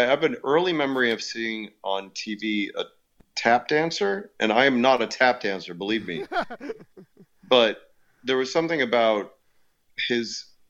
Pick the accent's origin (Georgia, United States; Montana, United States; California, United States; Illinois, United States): Illinois, United States; I grew up outside Chicago. I was born in Chicago.